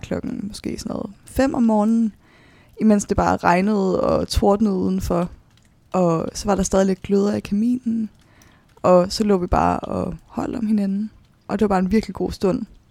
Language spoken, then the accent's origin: Danish; Svendborg, Region of Southern Denmark, Denmark; also born or lived in Copenhagen; Der blev jeg født på Rigshospitalet i København, og få år efter, så flytter mine forældre med mig til Svendborg på Sydfyn, hvor jeg så bor indtil jeg er 15, hvor jeg starter på efterskole på Langeland